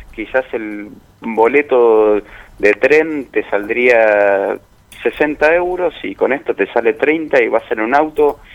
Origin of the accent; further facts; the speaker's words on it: Argentina; ¿Vos que sos francés, sos italiano, de dónde sos? No, soy de Argentina.